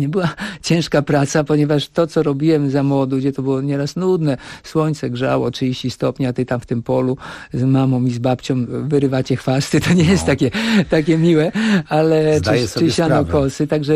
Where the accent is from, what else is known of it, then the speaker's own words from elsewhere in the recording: Kołczygłowy, Pomeranian Voivodeship, Poland; urodziłem się w Kołczygłowach. W ogóle moi rodzice pochodzą ze wschodu. Urodzili się w Uchrynowie.